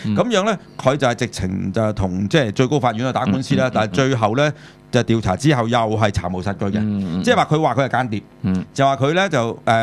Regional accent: Hong Kong; 我哋香港人習慣太空探險啦嚇

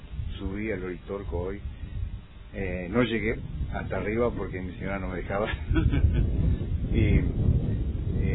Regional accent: Young, Río Negro, Uruguay; Yo soy de Yung, ciudad cerca de Paysandú, Colón, en la frontera.

